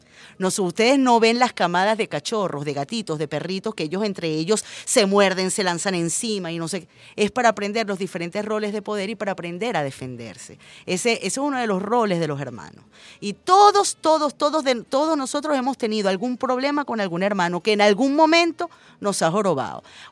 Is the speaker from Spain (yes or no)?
no; Venezuela; Los venezolanos no tenemos por qué caerle bien a todo el mundo